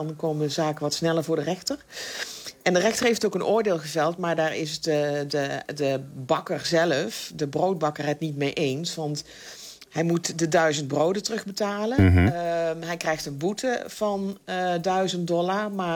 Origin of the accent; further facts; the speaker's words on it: Netherlands; Ja, en als Nederlander zijn we natuurlijk heel erg verwend met... bedenk maar, wat voor soort brood kun je in Nederland kopen? En dat is hier niet.